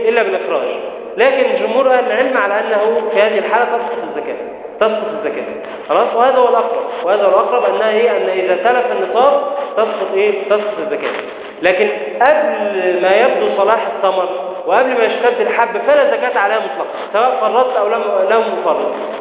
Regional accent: Egypt; لكن عندنا في مصر أن الزراعة تكون بكلفة ومؤنة

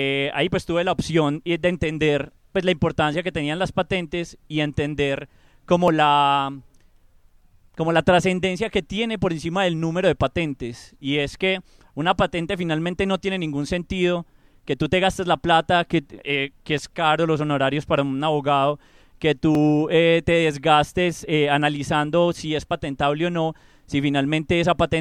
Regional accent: Manizales, Caldas, Colombia; now in Medellín, Colombia; Soy de Manizales. Vine aquí a Medellín hace 7 años trabajando en Tecnova

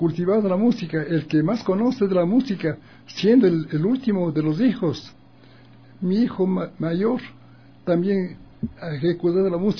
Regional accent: Ecuador; basado en que somos ecuatorianos.

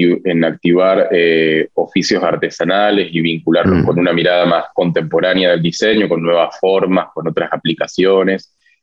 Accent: Mendoza, Argentina; Como yo vengo de Mendoza y además me interesa el diseño y diferentes territorios

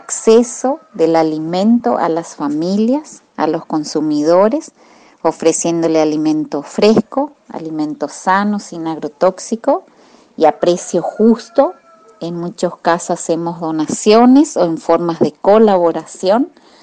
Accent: Misiones, Argentina; de Misiones, de UTT, de la Unión de Trabajadores de la Tierra. Pertenezco a la base PIP, Productores Independientes de Piraí.

